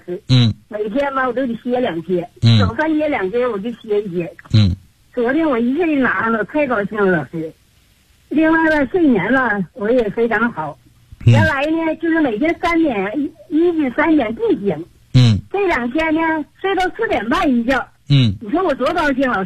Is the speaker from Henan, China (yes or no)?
no; Changchun, Jilin, China; 咱就是长春的老师。